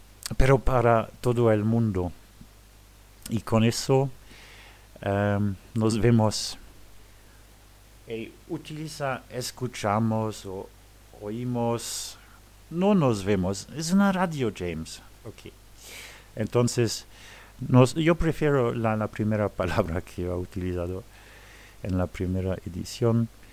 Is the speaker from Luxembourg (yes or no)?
yes; Luxembourg; yo soy de Luxemburgo.